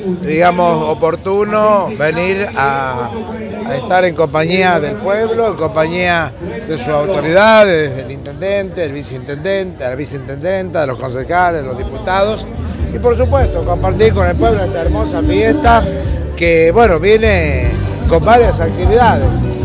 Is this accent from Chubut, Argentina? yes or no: no; La Rioja, Argentina; Lo que no defendamos como riojanos, nadie de afuera nos va a venir a defender.